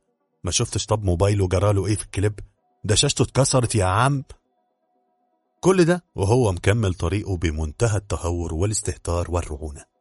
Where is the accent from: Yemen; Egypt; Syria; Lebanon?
Egypt; جيناتي كمصري ما تسمحليش ان اقف كده اتفرج على الموقف ده